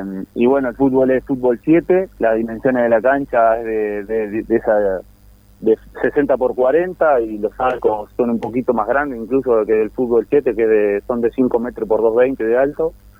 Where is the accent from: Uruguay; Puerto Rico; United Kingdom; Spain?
Uruguay; Colonia; después de acá de Colonia somos 3, yo soy de Colonia, del departamento somos 3 de Colonia